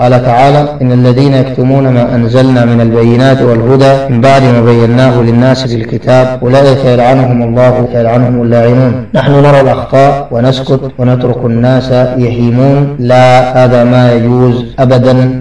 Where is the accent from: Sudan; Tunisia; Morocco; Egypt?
Sudan; التي حصلت في بلادنا السودان